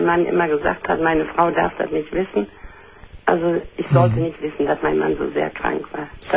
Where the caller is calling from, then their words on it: Gummersbach, North Rhine-Westphalia, Germany; Ja, ich rufe von Gummersbach.